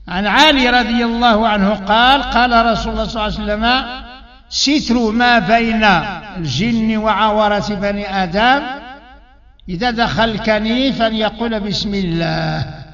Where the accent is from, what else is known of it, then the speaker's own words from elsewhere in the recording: Morocco; بالنسبة لنا احنا دابا مغاربة